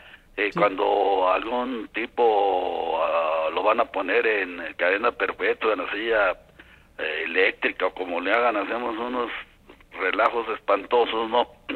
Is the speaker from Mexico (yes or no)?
yes; Mexico